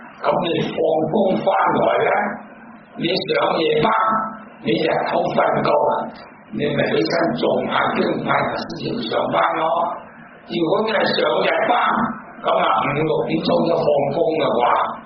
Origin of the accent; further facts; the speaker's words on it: Hong Kong; 我哋香港人咧，我都听过好多系要揾人家做事，得有咩着数先？